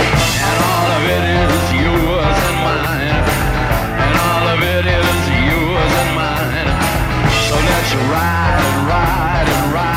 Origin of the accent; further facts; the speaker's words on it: Kraków, Lesser Poland, Poland; a pochodzę z Krakowa.